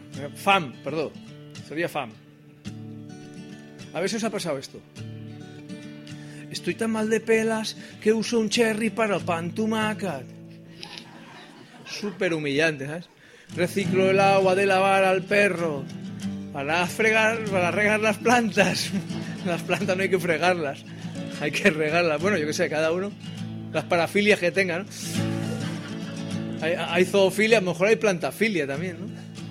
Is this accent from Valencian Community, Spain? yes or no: no; Barcelona, Catalonia, Spain; soy de Horta. Mi vida son recuerdos del barrio de Horta cuando yo era pequeño, 9 años, y era un barrio normal, que se dice ahora transversal, ricos, pobres y regulares.